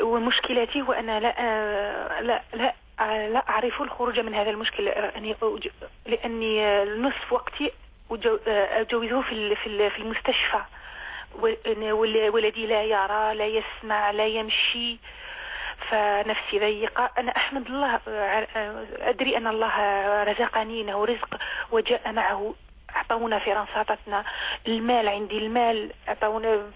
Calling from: France; من فرنسا، أريد سؤال

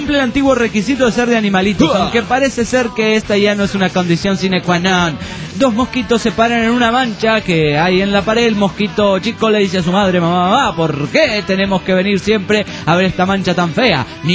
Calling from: Badalona, Catalonia, Spain; de Badalona, Barcelona, España.

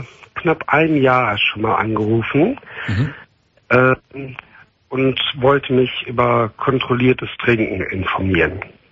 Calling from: Cologne, North Rhine-Westphalia, Germany; Ich glaube, ich komme hier aus der Ecke Köln.

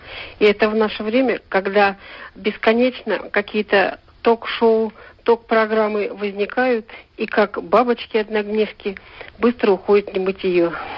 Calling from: Novokuznetsk, Kemerovo Oblast, Russia; я из Новокузнецка.

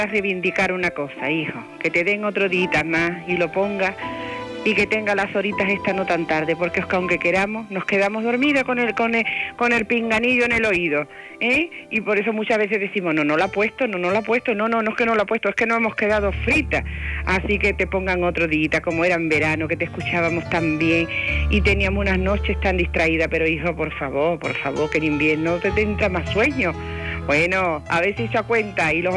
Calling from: Huelva, Andalusia, Spain; de Huelva.

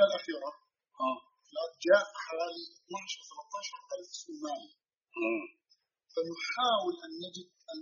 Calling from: Canada; ثم أرسلته الفلوس أنا من كندا فوصلت بعد العيد،

